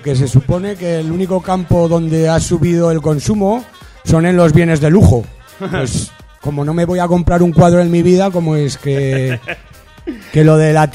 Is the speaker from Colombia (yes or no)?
no; Jaraba, Aragon, Spain; yo retorné al pueblo, me fui a mi pueblo, a Jaraba, que lo tenía un poquito abandonado yo, mi pueblo.